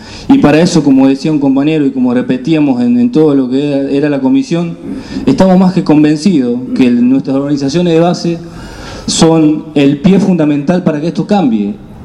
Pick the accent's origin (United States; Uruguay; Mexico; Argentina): Argentina; northern Argentina; como ciudadanos argentinos y de la parte norte del país, ese norte tan olvidado pero a la vez tan explotado en recursos naturales